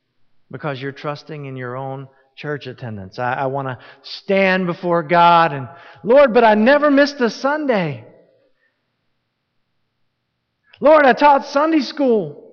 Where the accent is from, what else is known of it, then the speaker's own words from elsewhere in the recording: Southern United States, United States; I'm from the South, it's the Bible Belt, and there are people down there who think that every time the door swings open, their bottoms need to be in the seats.